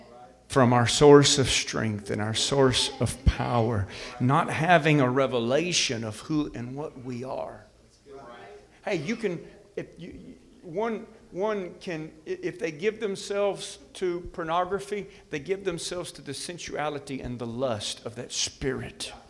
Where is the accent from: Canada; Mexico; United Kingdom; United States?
United States; Alabama; I can pick on Alabama because I'm from Alabama.